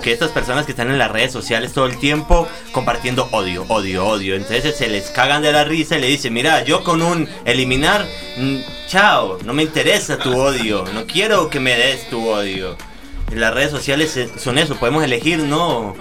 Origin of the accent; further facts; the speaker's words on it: Pereira, Risaralda, Colombia; Eso es el eje cafetero. Así que bueno, es la capital del eje cafetero. Es una pequeña metrópolis en medio de las montañas.